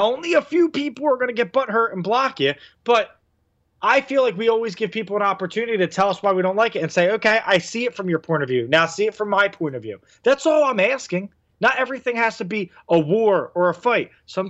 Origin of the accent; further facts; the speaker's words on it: Philadelphia, Pennsylvania, United States; I get it. I'm from Philly.